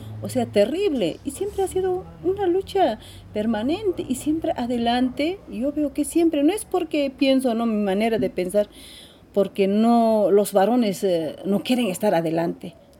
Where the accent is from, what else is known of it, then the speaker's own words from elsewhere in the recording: Puno, Peru; soy de mujer aymara, ¿no? Soy de Puno, Perú.